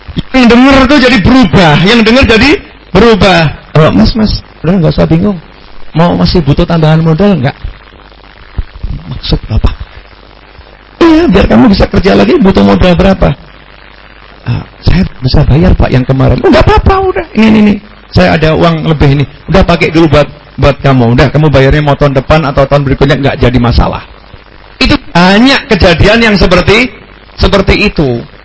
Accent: Solo, Central Java, Indonesia; Saya orang Solo ngomong tuh, Pak.

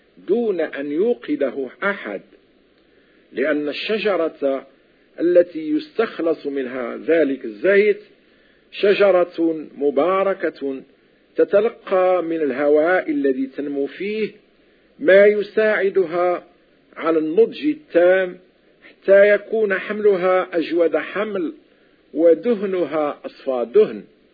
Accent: Morocco; وتعرف عندنا في المغرب بالطاقة

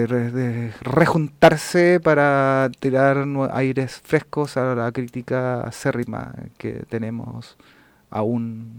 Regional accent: Santiago, Santiago Metropolitan Region, Chile; born there; moved away as an adult; now in Chillán, Chile; Lo que pasa es que yo en 1964 nací acá en el Hospital Barros Luco.

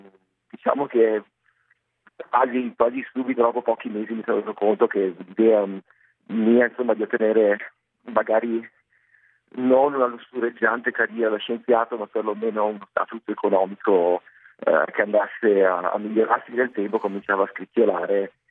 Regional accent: Padua, Veneto, Italy; born there; io sono nato nel 1982 a Padova. Ho ottenuto il diploma di liceo scientifico, sempre qui a Padova

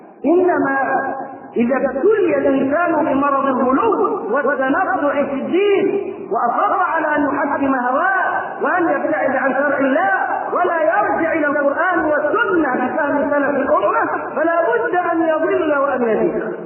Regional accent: Egypt; وبدا ينتشر فكر التكفير في قرى مصر ومدنها وصل الى قريتنا

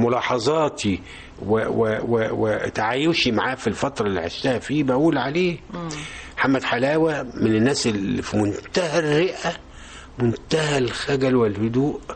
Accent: Shubra, Cairo Governorate, Egypt; بليغ حمدي جاري وزميلي ودفعتي في شبرا برضو احنا من شبرا احنا من حي برضو ما هوش يعني ايه لا مصر الجديدة ولا جاردن سيتي لكن شبرا

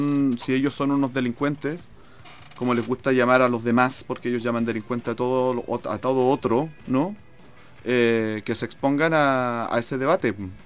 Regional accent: Chile; yo me siento chileno, yo soy chileno y no me gusta que me llamen de otra manera sino como eso.

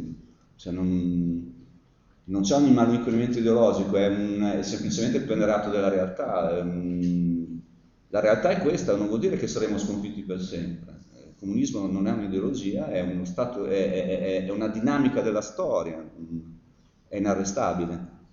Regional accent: Bologna, Emilia-Romagna, Italy; siamo delle piccole glorie in quella fatiscente città, quindi siamo bolognesi, no?

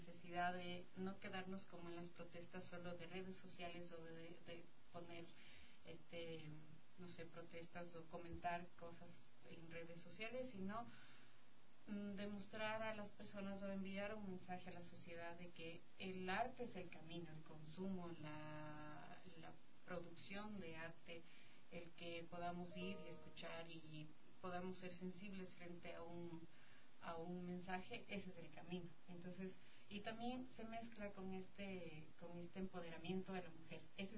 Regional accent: Cotacachi, Imbabura, Ecuador; now in Quito, Ecuador; Los dos somos de Cotacachi y vinimos acá en busca de un camino. Bueno, yo siempre quise venir a vivir a Quito

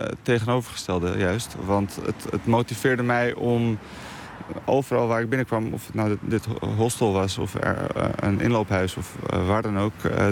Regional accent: Bosnia & Herzegovina; now in Netherlands; Want ik kom zelf uit Bosnië dus. En het is iets wat je daar nooit zou zien.

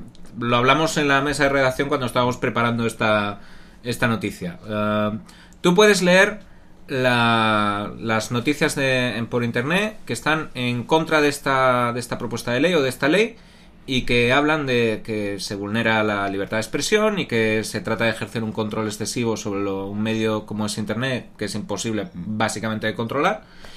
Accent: Asturias, Spain; Claro, como somos asturianos hay que meter premio Príncipe de Asturias.

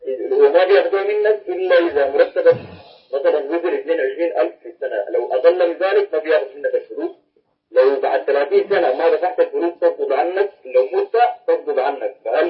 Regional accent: Sudan; أنا من السودان

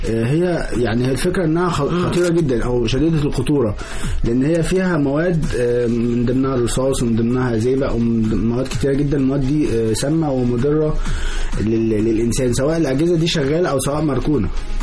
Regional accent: Egypt; احنا بفضل الله خلاص بقى عندنا في مصر مصنع

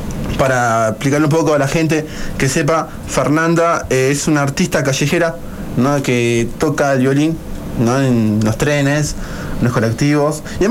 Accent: Bogotá, Colombia; Soy de Colombia, Bogotá, capital, parcera del parcero que está allá del otro lado de la consola.

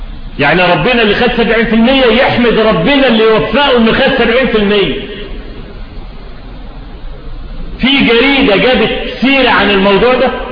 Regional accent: Egypt; ان الفضائيات عندنا في مصر فتحت تونس

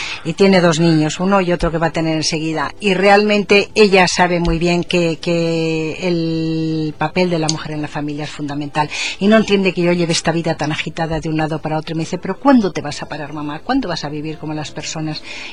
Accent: Aragon, Spain; y naturalmente me siento profundamente aragonesa

